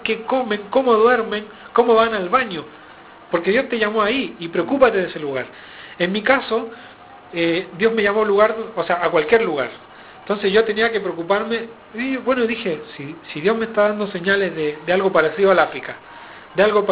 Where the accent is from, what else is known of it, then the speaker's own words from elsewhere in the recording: Chile; Sí, tengo que decir sipo, porque los chilenos decimos sipo. Y a pesar de que a veces se me sale el acento argentino, ¿viste?